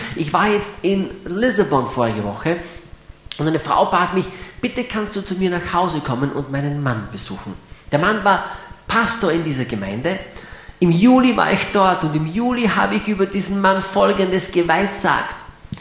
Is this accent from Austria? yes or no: yes; Graz, Styria, Austria; Steirer bleiben gesund, nicht wahr? Ich bin ja ein Grazer. Steirer sind gesund.